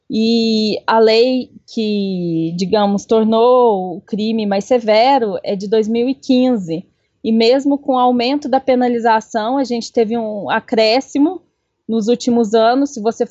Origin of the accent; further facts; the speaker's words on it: Cambuquira, Minas Gerais, Brazil; eu sou de Cambuquira, eu sou advogada, pesquisadora, escritora também